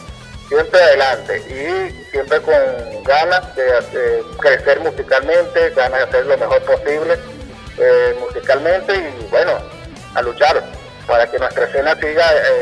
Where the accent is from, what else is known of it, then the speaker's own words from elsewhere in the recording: Valencia, Carabobo, Venezuela; nosotros somos de Valencia, pues.